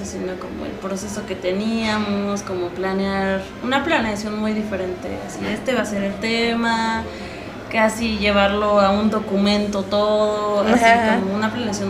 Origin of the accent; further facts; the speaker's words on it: Tlaxcala, Mexico; yo soy de Tlaxcala y él también